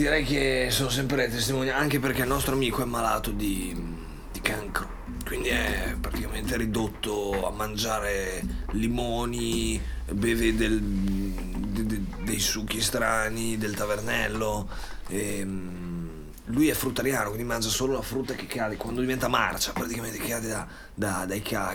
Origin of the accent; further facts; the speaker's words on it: Bologna, Emilia-Romagna, Italy; io amo Bologna, la mia città, noi siamo bolognesi